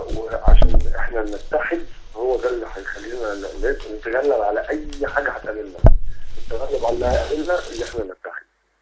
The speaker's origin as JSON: {"language": "Arabic", "country": "Egypt", "said": "احنا كمصريين لو توحدنا ما حدش هيقف قصادنا"}